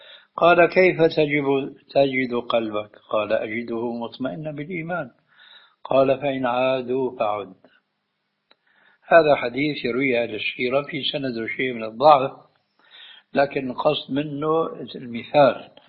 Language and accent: Arabic; Syria; عندنا في الشام وقعت الحادثة التالية